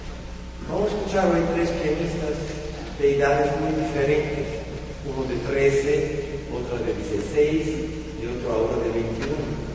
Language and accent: Spanish; Mexico; moved away; Yo vengo de México desde un tiempo.